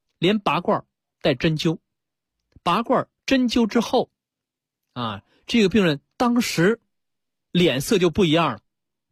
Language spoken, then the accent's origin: Chinese; China; 作为我们中国人来讲啊